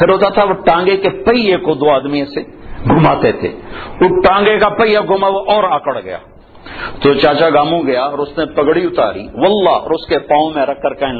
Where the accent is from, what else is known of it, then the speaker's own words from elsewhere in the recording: Punjab, Pakistan; میں چونکہ پنجاب کا ہوں، دیہات کا ہوں،